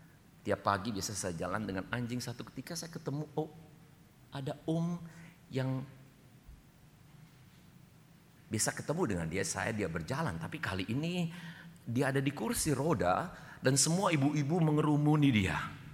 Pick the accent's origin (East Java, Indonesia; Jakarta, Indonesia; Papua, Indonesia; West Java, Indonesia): West Java, Indonesia; Bandung; Saya masih teringat satu kali saya dibesarkan di Bandung dengan nenek saya tahun 66-67.